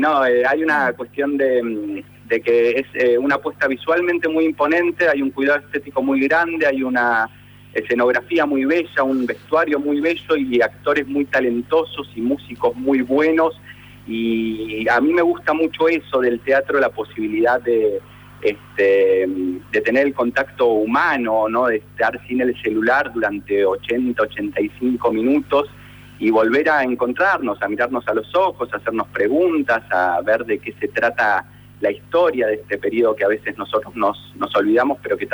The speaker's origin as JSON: {"language": "Spanish", "country": "Argentina", "said": "que es lo que nos da entidad a nosotros como argentinos"}